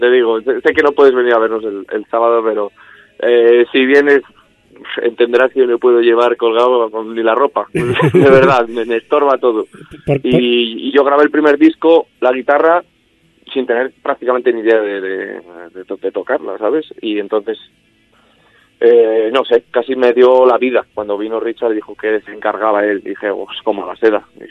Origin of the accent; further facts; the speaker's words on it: Benavides de Órbigo, Castile and León, Spain; él es de aquí de mi pueblo, somos del mismo, de Benavides de Órbigo